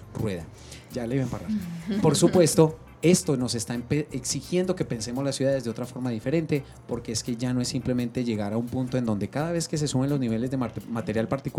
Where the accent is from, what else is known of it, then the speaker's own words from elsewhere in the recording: Bogotá, Colombia; Miren, yo vengo de Bogotá, son conscientes que allá las distancias son extremadamente largas.